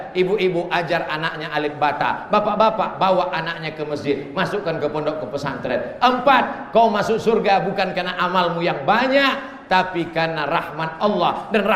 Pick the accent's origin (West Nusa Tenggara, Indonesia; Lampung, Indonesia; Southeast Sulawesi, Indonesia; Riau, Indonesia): Riau, Indonesia; Di kampung halaman kami di Riau, ada satu kabupaten namanya Indragiri Hilir.